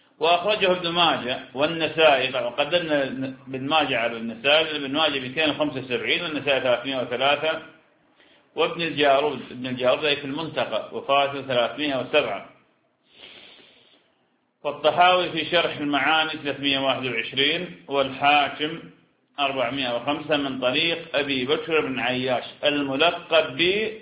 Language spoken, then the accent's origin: Arabic; Iraq; نحن لسنا، أنا عراقي وأنت شام، نحن لسنا حجازين